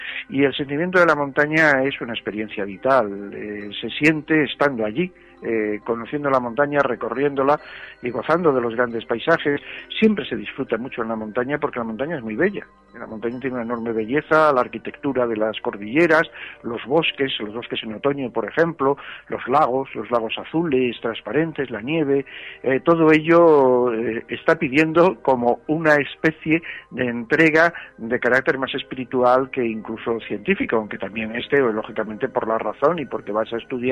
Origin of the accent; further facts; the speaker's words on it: Valladolid, Castile and León, Spain; born there; Yo las vi desde la llanura de Castilla porque nací en Valladolid